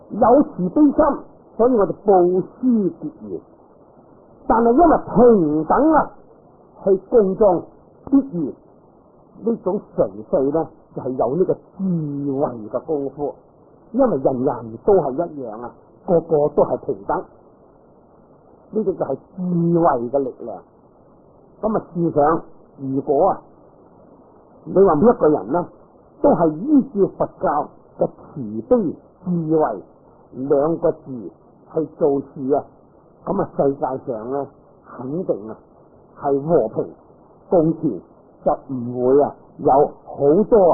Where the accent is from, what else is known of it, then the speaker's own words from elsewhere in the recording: China; 我哋系中国人啊